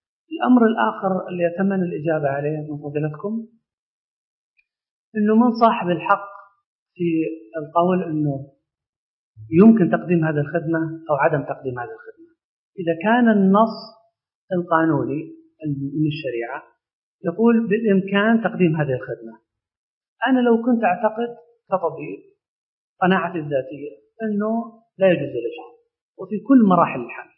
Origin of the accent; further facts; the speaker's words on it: Saudi Arabia; لأن عندنا في السعودية من فترات طويلة جدا